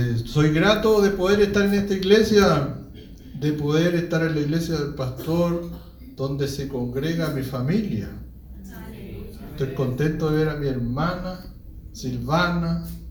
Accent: Santiago, Santiago Metropolitan, Chile; born there; les hablo un pincoyano. Yo nací aquí en La Pincoya.

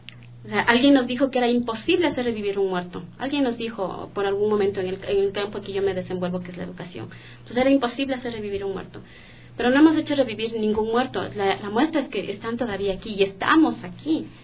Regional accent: Quito, Pichincha, Ecuador; Yo también soy de Quito, soy de la parte de la Mariana de Jesús. Mis padres fueron de... mis abuelitos fueron de Calderón, de parte de mi madre.

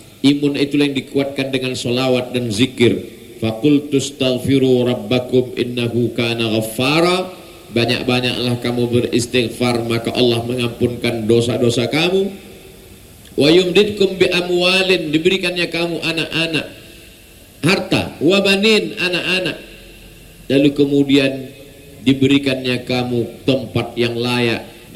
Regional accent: Pekanbaru, Riau, Indonesia; takut dia saya datang membawa COVID

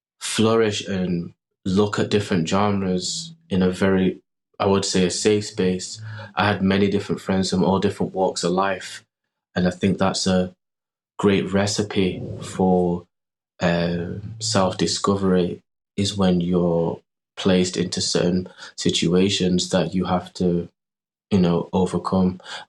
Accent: Manchester, North West England, United Kingdom; just growing up in Manchester, then having the studio

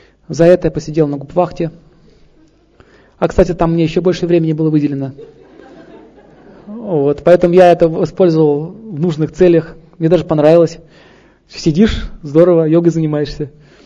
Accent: Saint Petersburg, Russia; born there; Родился в Петербурге.

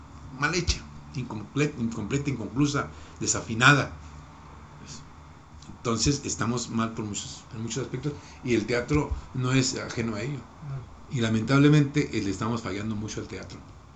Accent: Mexico; Y como mexicanos tenemos esa estigma.

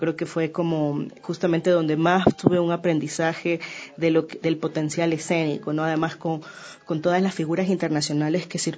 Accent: Guayaquil, Guayas, Ecuador; born there; yo nací en Guayaquil, más o menos

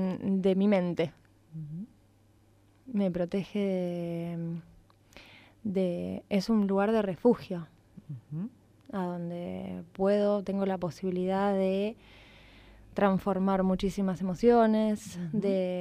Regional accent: El Palomar, Buenos Aires Province, Argentina; Mirá, yo soy nacida en el Palomar, como bien dijiste, que es cuna del rock nacional.

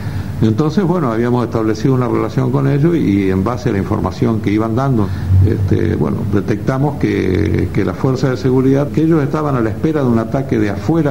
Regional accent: San Nicolás, Buenos Aires Province, Argentina; que era como a mí me decían en mi pueblo, en San Nicolás, en mi ciudad

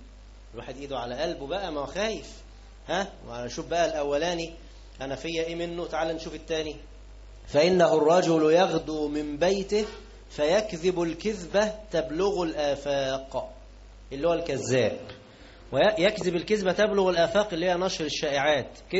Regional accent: Egypt; لكن عندنا احنا كمصريين خليناها ايه، يعني ما تعملش

